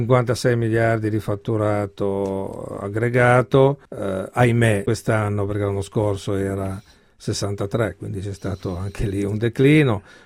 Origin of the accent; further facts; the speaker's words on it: Genoa, Liguria, Italy; Io sono genovese.